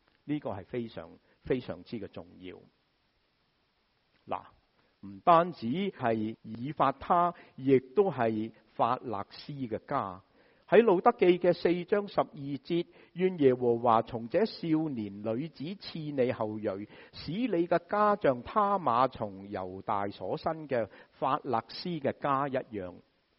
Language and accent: Cantonese; United States; 我哋美国人点样啊？